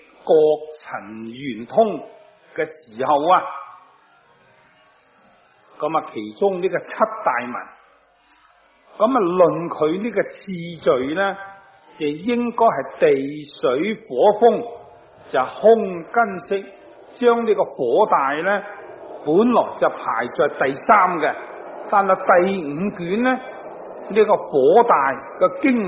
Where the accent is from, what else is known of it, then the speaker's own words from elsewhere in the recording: Guangdong, China; 我哋广东人话叫做和顺榄啊，即系外省人说嗰啲金榄啊。